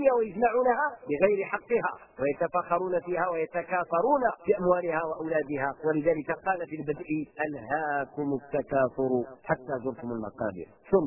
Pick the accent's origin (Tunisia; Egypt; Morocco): Morocco; احنا عندنا في المغرب لأنه قضية جغرافية، عندنا في المغرب الشرقي والغربي، الغربي كيجي مزيان والشرقي كيجي حار